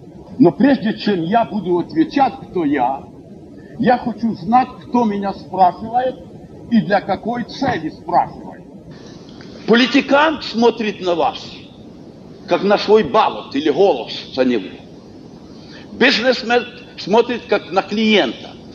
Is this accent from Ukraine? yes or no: yes; Kharkiv, Kharkiv Oblast, Ukraine; мы родом с Харькова, люди были рабочие